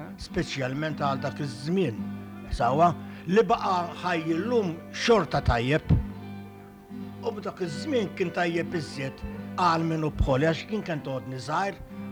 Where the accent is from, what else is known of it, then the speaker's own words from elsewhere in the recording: Birkirkara, Central Region, Malta; Jien minn Birkirkara, bled.